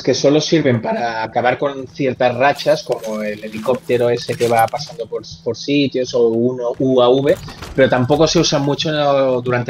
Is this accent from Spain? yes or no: yes; Spain; como periodistas españoles tenemos la opción de hablar